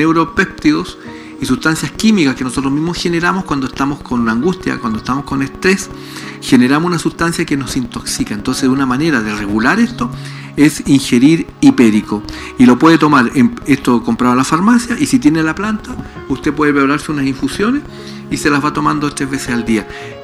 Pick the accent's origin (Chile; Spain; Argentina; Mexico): Chile; Valdivia, Los Ríos; Yo soy de Valdivia.